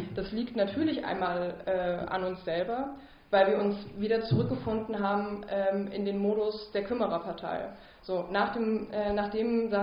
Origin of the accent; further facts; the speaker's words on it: Saxony, Germany; ich komme aus Sachsen und bin sozusagen sehr stark innerparteilich ostdeutsch sozialisiert.